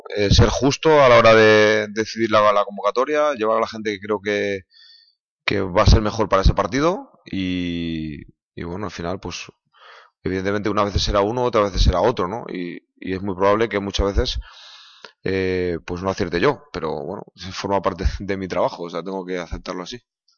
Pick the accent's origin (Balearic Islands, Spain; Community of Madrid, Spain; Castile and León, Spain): Castile and León, Spain; Valladolid; yo soy de Valladolid, me siento de Valladolid, y bueno, pues volver a casa